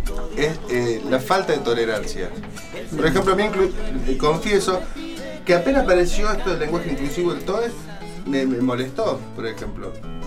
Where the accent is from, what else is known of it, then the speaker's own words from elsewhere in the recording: Villa Cura Brochero, Córdoba, Argentina; born there; Pero donde yo nací, que es en Brochero, a los perros le decimos choco.